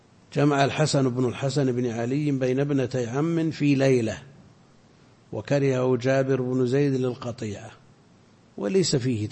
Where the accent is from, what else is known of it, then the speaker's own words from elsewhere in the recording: Al-Qassim, Saudi Arabia; لا عندنا في القصيم كثير تزوج اثنتين